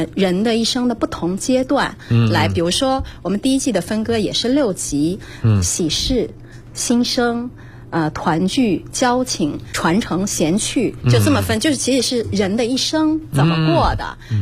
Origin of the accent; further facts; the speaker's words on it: Zhejiang, China; 然后第六集就是钱塘，也是我的故乡浙江地区。